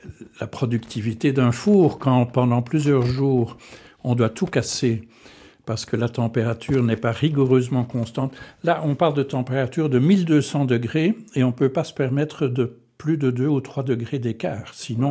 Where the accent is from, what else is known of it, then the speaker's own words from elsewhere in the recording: Antwerp, Flanders, Belgium; also born or lived in Stanford, United States; Donc, je suis né à Anvers de famille francophone, donc... certains Flamands me traiteraient de Frans Kilun. J'ai fait mes études en flamand à Anvers